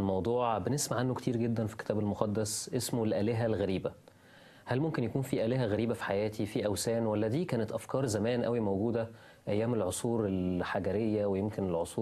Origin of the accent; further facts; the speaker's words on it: Egypt; احنا كلنا شايفين إنه احنا كمصريين وكوطن عربي كله احنا لسه بنمر بظروف صعبة